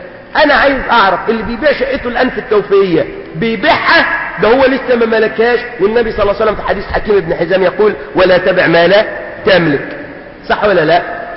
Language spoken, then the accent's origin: Arabic; Suez, Suez Governorate, Egypt; لو بنوا عندنا في السويس البنى فين؟